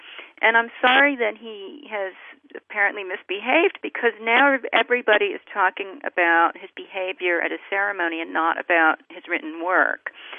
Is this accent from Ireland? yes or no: no; Canada; growing up in Canada, which is not that far away from the U.S.